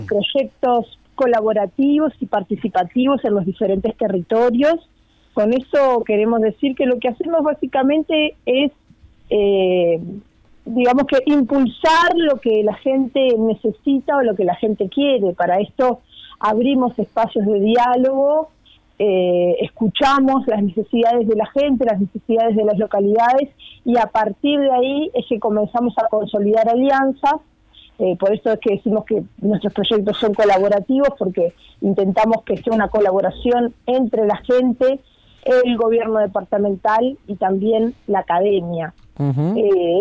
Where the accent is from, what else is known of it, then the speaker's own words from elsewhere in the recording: Puntas de Valdés, San José, Uruguay; Yo soy de Puntas de Valdés.